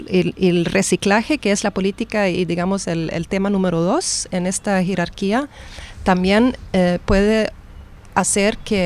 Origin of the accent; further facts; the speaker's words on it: Sweden; Spanish is a second language; en Suecia, que yo vengo de Suecia